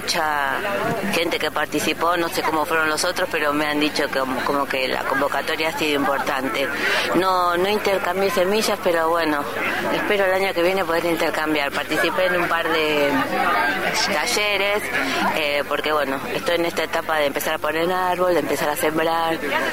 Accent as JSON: {"language": "Spanish", "region": "Buenos Aires", "country": "Argentina", "moved": "as an adult", "said": "soy vecina nueva, hace un año que vivo acá, vengo de Buenos Aires y me vine a vivir acá a la Travesía"}